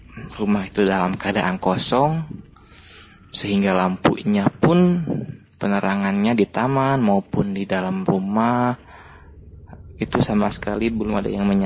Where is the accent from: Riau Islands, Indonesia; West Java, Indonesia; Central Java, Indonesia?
West Java, Indonesia; Bandung; Karena saya asli orang Bandung